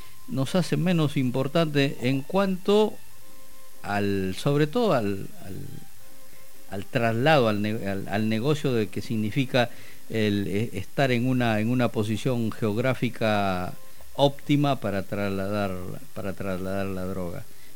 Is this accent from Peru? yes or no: yes; Peru; moved away; yo que provengo del Perú, digamos, estaba un poco más acostumbrado a ese y sabía lo que significaban.